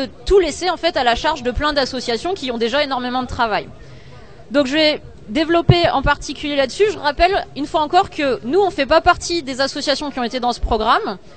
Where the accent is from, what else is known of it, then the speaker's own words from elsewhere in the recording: Nantes, Pays de la Loire, France; Nous, on est de Nantes.